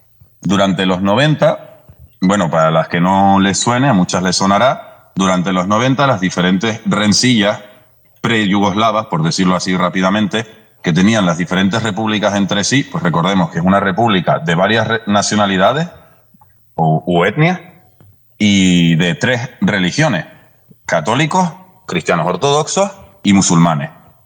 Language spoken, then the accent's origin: Spanish; Adeje, Canary Islands, Spain; yo soy canario, soy nacido aquí, criado en Adeje, pero yo soy de padres serbios. Mis dos padres son de la ciudad de Novi Sad